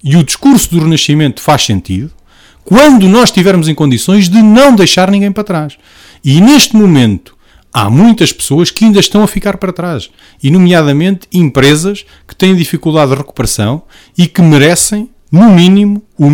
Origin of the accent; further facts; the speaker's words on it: Portugal; Somos portugueses, pagamos impostos, contribuímos da mesma forma para o desenvolvimento das nossas regiões e do nosso país